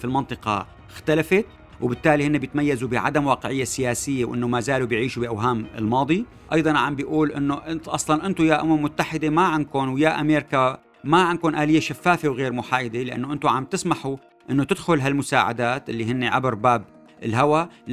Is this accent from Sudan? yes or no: no; Syria; نحن بهمنا كسوريين أنه نكون على الأقل مشتركين بمعلومات صحيحة